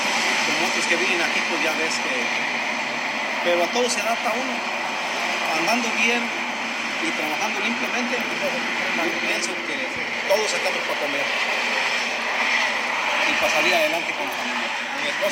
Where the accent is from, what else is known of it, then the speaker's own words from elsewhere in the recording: Chavinda, Michoacán, Mexico; Yo soy de Chavinda, Michoacán.